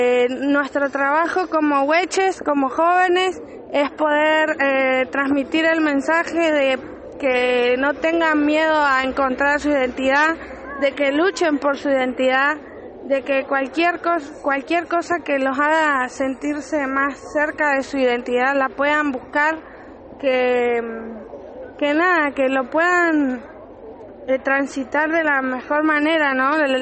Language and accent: Spanish; Bariloche, Río Negro, Argentina; vengo de Bariloche, de Furilovche allá.